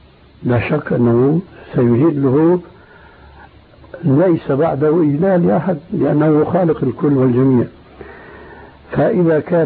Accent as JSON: {"language": "Arabic", "country": "Syria", "said": "لكن النوبات مستعملة عندنا في سوريا"}